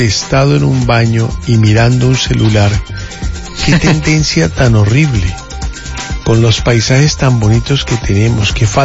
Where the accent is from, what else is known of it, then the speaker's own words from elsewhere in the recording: Colombia; Somos colombianos, no argentinos.